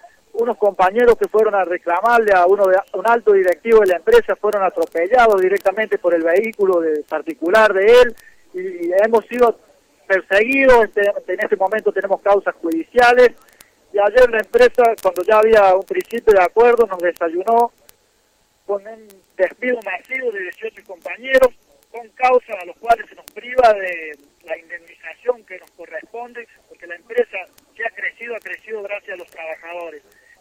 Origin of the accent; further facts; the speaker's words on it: San Luis, Argentina; yo vengo desde San Luis, de la fábrica Tirolit.